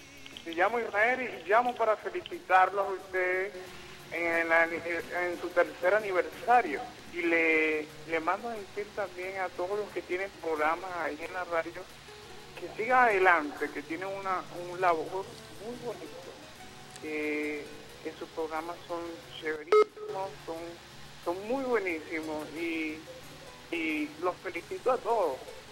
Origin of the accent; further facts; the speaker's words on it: Caicara, Bolívar, Venezuela; Pero ando por aquí, por Barcelona, visitando. Pero soy de Caicara.